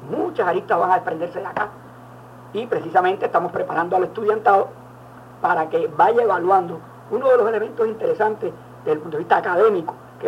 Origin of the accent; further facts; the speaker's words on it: Cuba; Yo soy cubano